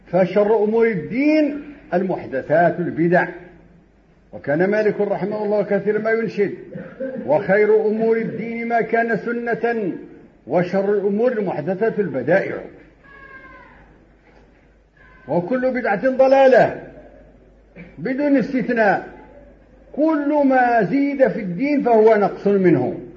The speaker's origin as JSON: {"language": "Arabic", "country": "Morocco", "said": "وهذا مجرب عندنا في المغرب وفي كل مكان"}